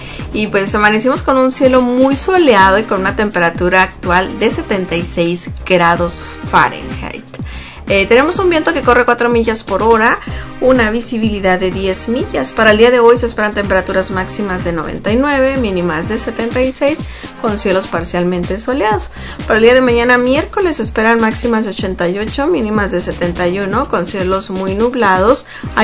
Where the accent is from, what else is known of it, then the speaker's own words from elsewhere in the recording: Sonora, Mexico; now in United States; Pues yo vengo del estado de Sonora, de México, entonces estoy acostumbrada a demasiado calor